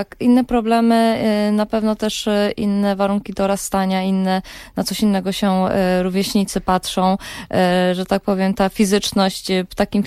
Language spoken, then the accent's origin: Polish; Colombia; A że ja wychowałam się w Kolumbii, próbowałam jakby te dwa światy jakoś połączyć, czyli ten hiszpańskojęzyczny z naszym polskim.